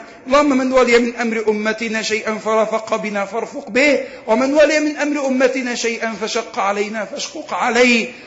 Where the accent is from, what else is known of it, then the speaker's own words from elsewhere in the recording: Egypt; اللهم اجعل بلدنا مصر آمنة مطمئنة